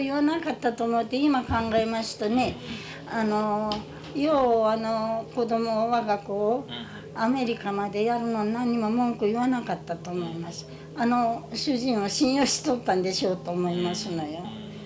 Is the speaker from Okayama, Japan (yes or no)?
yes; Okayama, Japan; 私ども、私は岡山市ですよ。